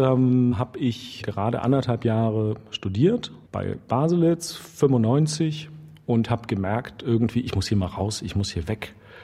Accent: East Germany, Germany; die sich irgendwie mit dieser Spannung beschäftigen und mit meiner Kindheit in der DDR beschäftigen.

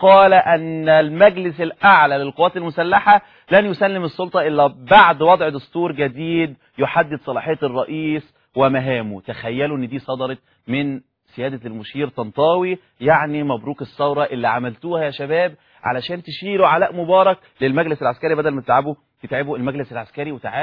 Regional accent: Egypt; بعض الناس يا جماعه في من وسائل الاعدام ايضا اللي عندنا في مصر

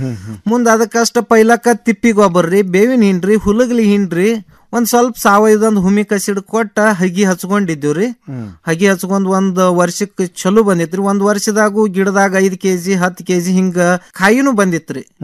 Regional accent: Mudhol, Karnataka, India; now in Dharwad, India; ನಾವು ಈಗ ಮುದೋಳದವ್ರು ಈಗ ಧಾರವಾಡದಾಗ ಬಂದ್ ಸಟ್ ಹಾಕಿವ್

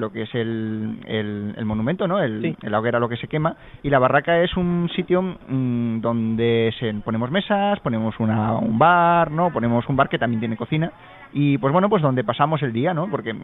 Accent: Alicante, Valencian Community, Spain; Porque yo como alicantino me sentía bastante avergonzado

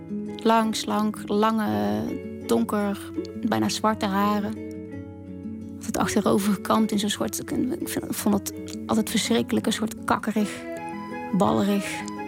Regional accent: Oorschot, North Brabant, Netherlands; Ik kom uit Oorschot, dat is een dorpje in Brabant. Ik ben uiteindelijk gaan studeren in Nijmegen.

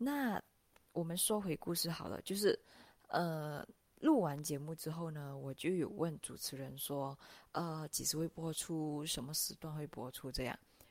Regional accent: Malaysia; 然后我来自马来西亚。

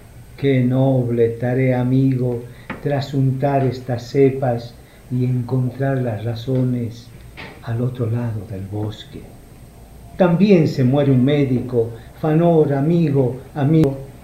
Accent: Tarija, Bolivia; llevando las coplas y las metáforas de mi tierra. Quiero comenzar a leerles lo que ya les adelantó mi compadre, así llamamos en Tarija

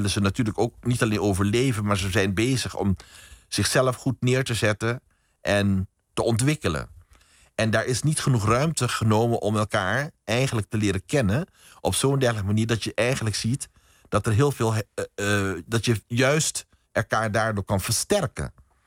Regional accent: Curaçao; Ik ben bijvoorbeeld opgegroeid op Curaçao. Mijn vader kwam uit Suriname.

